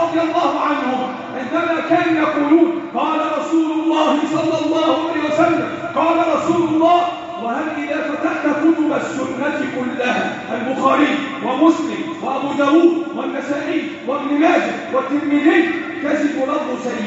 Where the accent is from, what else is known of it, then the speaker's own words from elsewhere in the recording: Egypt; اللهم احفظ بلدنا مصر